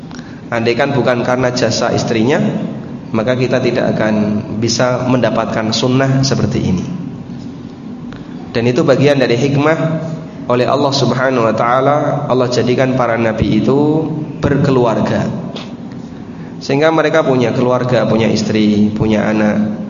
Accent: Lamongan, East Java, Indonesia; born there; Di Lamongan, tempat kelahiran saya, tidak ada tradisi sebelum Ramadan padusan, tidak ada.

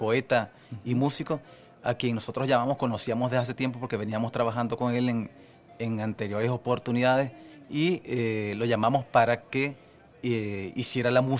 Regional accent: Maracaibo, Zulia, Venezuela; somos un grupo de artistas que venimos de Maracaibo a hacer otras cosas acá

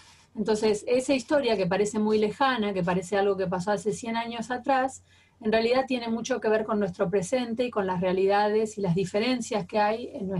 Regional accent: Bariloche, Río Negro, Argentina; soy de Bariloche, soy profesora de historia

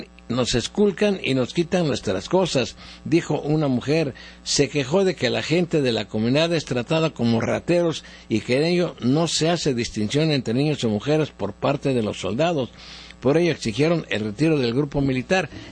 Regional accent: Mexico; Yo como ciudadano mexicano tengo una opinión.

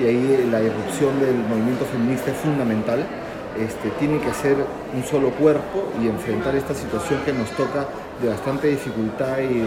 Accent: Peru; soy peruano, soy coordinador de la Red Latinoamericana por Justicia Económica y Social

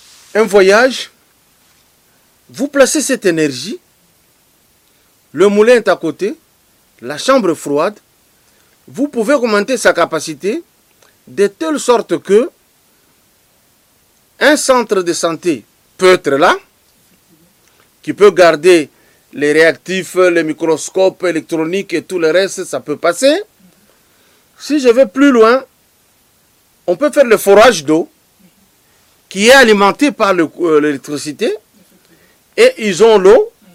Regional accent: Lubumbashi, Haut-Katanga, DR Congo; Mais chez vous, vous étiez en ville, chez nous à Lubumbashi.

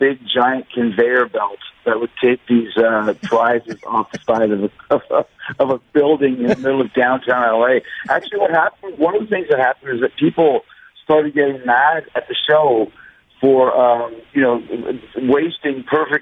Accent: Canada; Well, here's the thing. I'm from Canada, so there's a lot of ways we can go here.

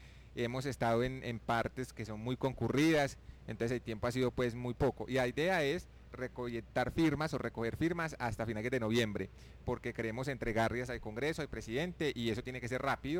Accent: Colombia; Nos hemos basado en que todos somos colombianos, en que queremos vivir en paz

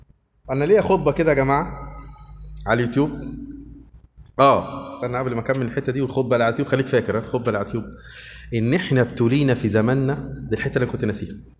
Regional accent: Upper Egypt, Egypt; now in Suez, Egypt; يا جماعة أنا صعيدي على فكرة للأسف صعيدي

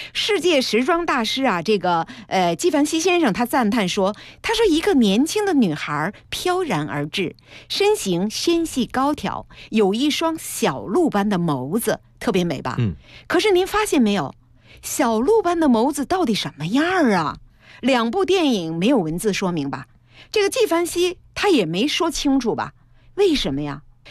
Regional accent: Chongqing, China; 我原来说过我是重庆人

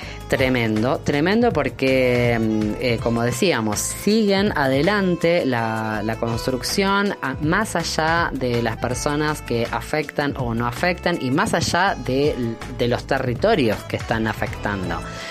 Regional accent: Argentina; porque me conmueve especialmente a mí porque soy argentina

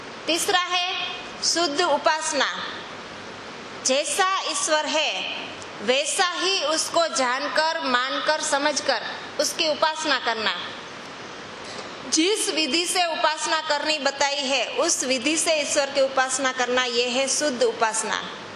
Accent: Junagadh, Gujarat, India; अभी मैं जूनागढ़ की रहने वाली हूँ, वहाँ गिरनार पर्वत है, उसकी परिक्रमा होती है।

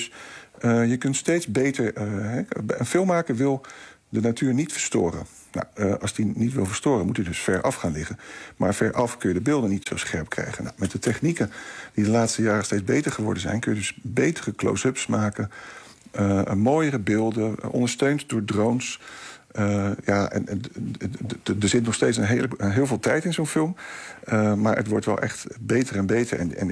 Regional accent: Rotterdam, South Holland, Netherlands; als Rotterdammer zijnde... dit is de eerste keer dat er een natuurfilm gemaakt is... over een gebied in Rotterdam.

